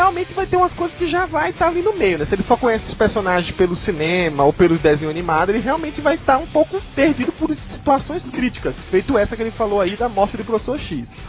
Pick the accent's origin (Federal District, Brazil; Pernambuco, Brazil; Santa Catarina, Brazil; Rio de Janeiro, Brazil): Pernambuco, Brazil; E a minha terra, juntinho lá.